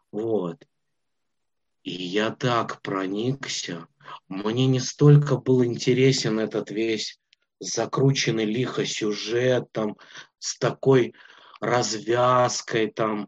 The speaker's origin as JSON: {"language": "Russian", "region": "Minsk", "country": "Belarus", "tie": "born or raised there", "said": "Я родом из Минска, я вернулся обратно в Минск."}